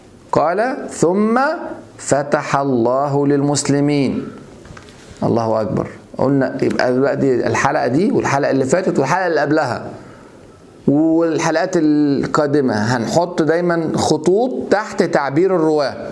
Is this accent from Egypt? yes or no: yes; Egypt; فيعني احنا عندنا في مصر مثل بنقوله من فات قديم وتاه